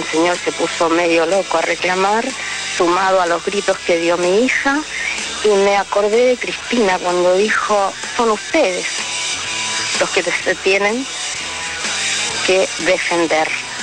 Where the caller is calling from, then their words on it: Lanús, Buenos Aires Province, Argentina; de Lanús y llamo para comentarles